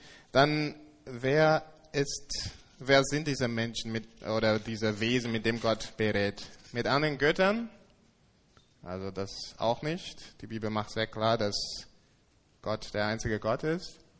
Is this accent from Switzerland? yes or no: no; England, United Kingdom; now in Germany; Ich komme aus England und in England, bevor ich nach Deutschland umgezogen bin